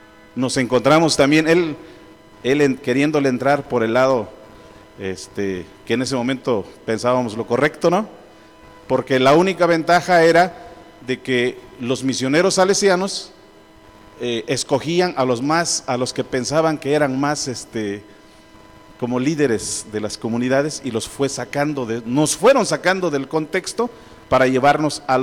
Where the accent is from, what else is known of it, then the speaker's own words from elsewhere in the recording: Totontepec, Oaxaca, Mexico; en mi pueblo Totontepec, los hombres somos callados, no cantamos las alabanzas, son las mujeres las que cantan muy fuerte.